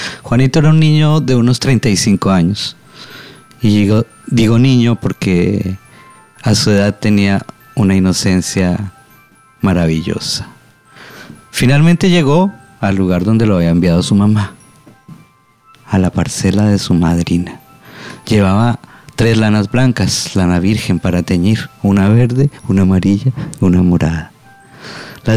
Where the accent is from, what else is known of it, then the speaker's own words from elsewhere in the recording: Colombia; now in Valparaíso, Chile; Chilombiano porque ya me siento chileno, sí, es una discusión existencial de 17 años de vida acá. De vida y de vidos. Así que claro, ya me siento mitad y mitad. Chilombiano.